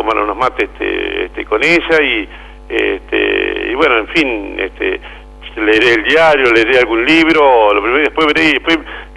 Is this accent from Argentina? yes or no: yes; Saladillo, Buenos Aires Province, Argentina; seguiré trabajando en la vida política de mi pueblo, acá en Saladillo